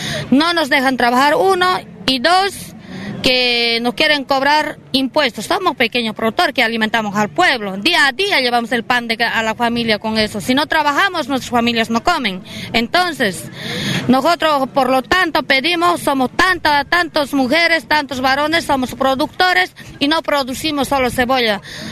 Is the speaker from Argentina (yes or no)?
yes; General Conesa, Río Negro, Argentina; Yo soy de General Conesa, vinimos acá a ser escuchados